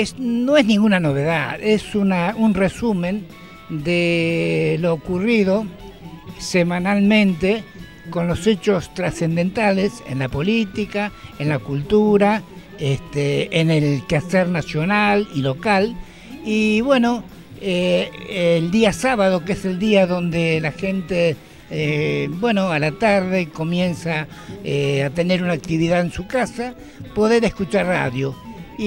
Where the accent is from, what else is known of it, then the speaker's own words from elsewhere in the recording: Argentina; es un recordatorio a todo lo que nos pasó como argentino